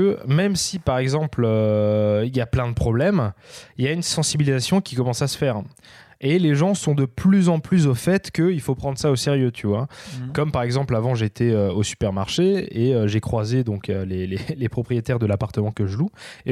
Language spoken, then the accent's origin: French; France; en tant que Français, bien sûr, on est